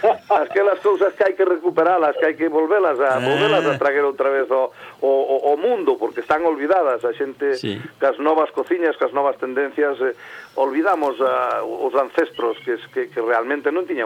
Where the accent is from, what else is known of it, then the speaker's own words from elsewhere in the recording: Galicia, Spain; now in Barcelona, Spain; hai personas que se dedican á hostelería en Barcelona, gracias a Dios, somos moitos galegos que nos dedicamos.